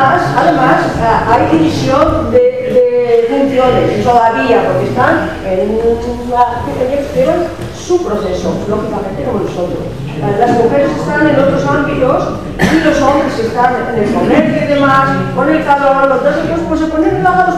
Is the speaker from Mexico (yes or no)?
no; Castile, Spain; also born or lived in Granada; que yo soy castellana